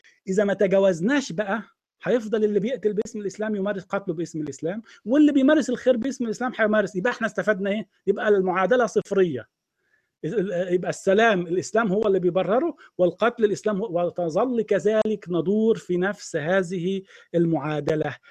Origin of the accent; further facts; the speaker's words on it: Egypt; إحنا الخمسة مصريين، إحنا الأربعة مصريين.